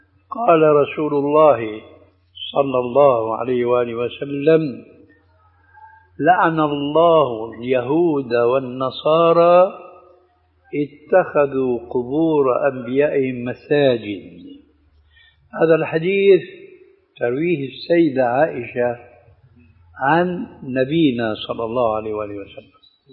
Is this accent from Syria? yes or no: yes; Damascus, Damascus Governorate, Syria; عندنا في دمشق